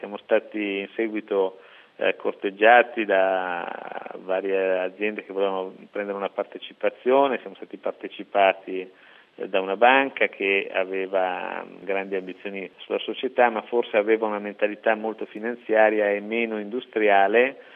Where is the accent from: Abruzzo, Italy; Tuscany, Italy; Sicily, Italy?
Tuscany, Italy; Elba; born there; la verità è che io sono nato all'Elba, amo questo posto